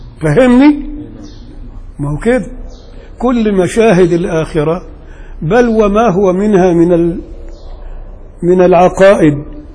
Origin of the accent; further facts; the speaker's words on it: Upper Egypt, Egypt; انا راجل صعيدي وبغير على اللي هنا.